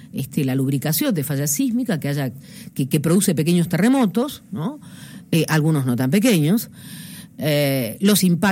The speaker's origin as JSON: {"language": "Spanish", "town": "Allen", "region": "Río Negro", "country": "Argentina", "tie": "born or raised there", "said": "Yo vengo del Alto Valle de Río Negro, nací en una localidad, Allen, que tiene unos 30.000 habitantes, que se dedica desde hace casi 100 años a la producción de peras y manzanas. Mi familia se dedica a las chacras también"}